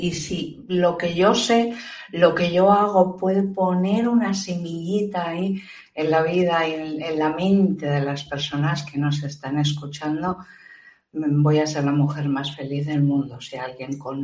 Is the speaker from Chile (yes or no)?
no; Spain; sobre todo aquí en España, en mi país, vergonzoso.